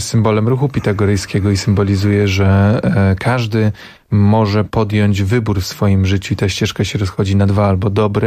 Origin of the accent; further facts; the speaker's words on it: Węgorzewo, Warmian-Masurian Voivodeship, Poland; also born or lived in Tricity; Ja jestem z małej miejscowości na Mazurach, z Węgorzewa, dumny. Potem mieszkałem w Trójmieście i nie jestem ani z bogatej rodziny